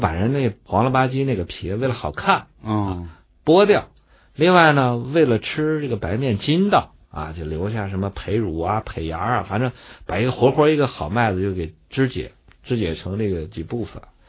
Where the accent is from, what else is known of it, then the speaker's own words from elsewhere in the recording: Datong, Shanxi, China; 你像我们老家山西大同那儿呢，一般到阳历这个八月份才收割